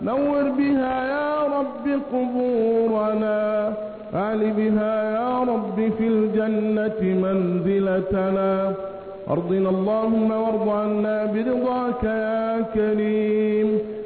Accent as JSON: {"language": "Arabic", "country": "Egypt", "said": "اللهم احفظ بلدنا مصر بحفظك"}